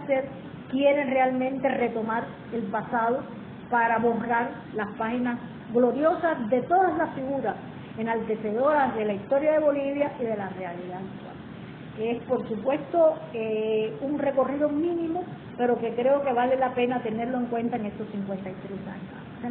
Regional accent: Cuba; así lo vemos los cubanos. Y como cualquier cubano más

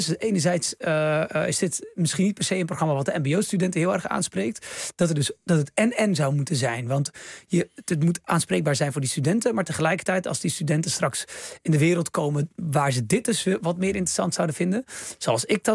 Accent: Netherlands; born there; Ja, ik heb Marokkaanse roots. Ik ben geboren in Nederland, maar al mijn broers en zussen in Marokko.

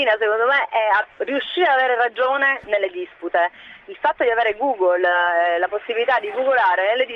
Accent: Reggio Calabria, Calabria, Italy; moved away; Recente. Da Reggio Calabria.

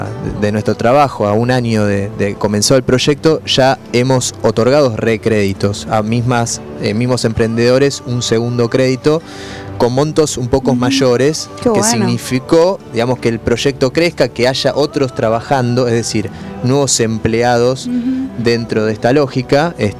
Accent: Buenos Aires, Argentina; Nosotros somos del barrio de Mataderos

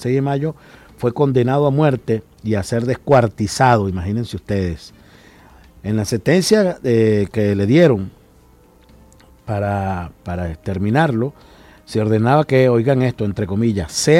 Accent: Venezuela; la tristeza que nos embarga como venezolanos

